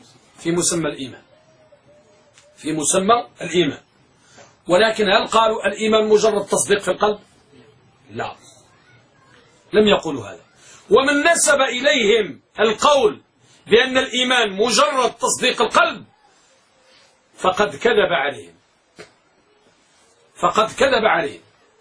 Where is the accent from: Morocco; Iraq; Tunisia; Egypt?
Morocco; عندنا بالمغرب